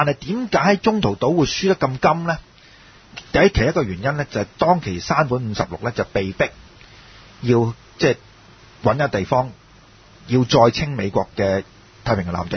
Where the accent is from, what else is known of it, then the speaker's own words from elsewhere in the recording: China; 咁但係作為中國人咧，其實我哋要問一個問題